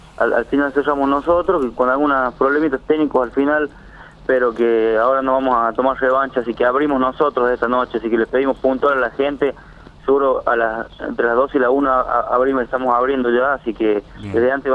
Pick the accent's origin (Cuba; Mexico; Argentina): Argentina; Chilecito, La Rioja; nosotros, que somos de Chilecito.